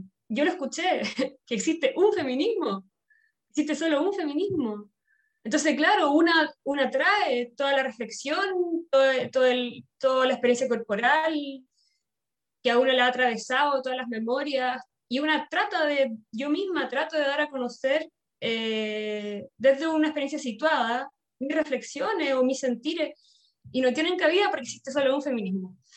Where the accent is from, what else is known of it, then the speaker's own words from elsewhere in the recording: Chile; now in Madrid, Spain; Porque llegué a Madrid, yo soy chilena, llegué a Madrid